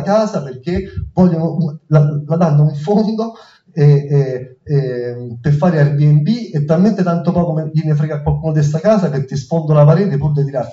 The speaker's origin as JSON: {"language": "Italian", "town": "Rome", "region": "Lazio", "country": "Italy", "said": "io sono romano, mi sono reso conto che effettivamente il rapporto con le istituzioni ha un senso, cioè non è come nel Lazio"}